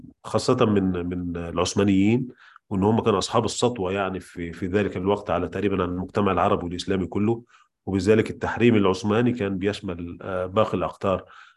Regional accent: Egypt; وبدأوا تكوين أول مطبعة عندنا في مصر

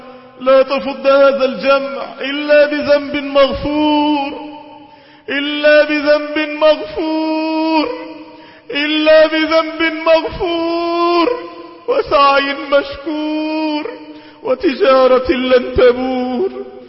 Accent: Egypt; اللهم اجعل بلادنا مصر بلد أمن وأمان واستقرار

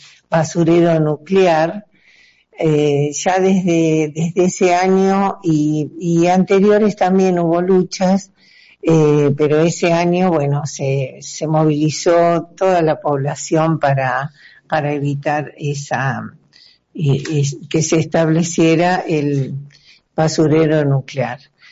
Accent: Rawson, Chubut, Argentina; de Rawson, Chubut, de Vecinos Autoconvocados

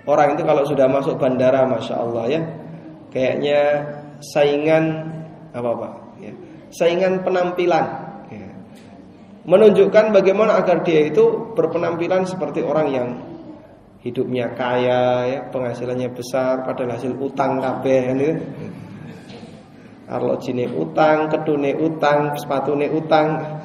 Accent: Yogyakarta, Special Region of Yogyakarta, Indonesia; Paling jauh saya dari Jogja ya.

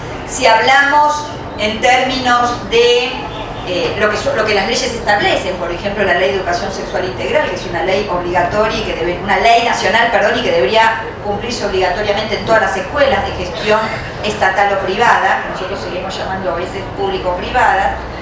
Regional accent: Argentina; Mirarnos a las caras significa mirarnos como argentinos, mirarnos como hermanos americanos, mirarnos en Latinoamérica

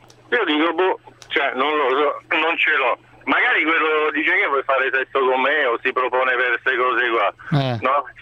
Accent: Romania; now in Rome, Italy; Sono romeno.

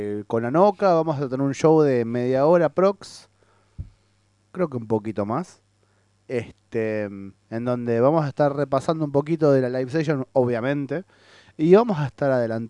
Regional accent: Argentina; Porque somos argentinos.

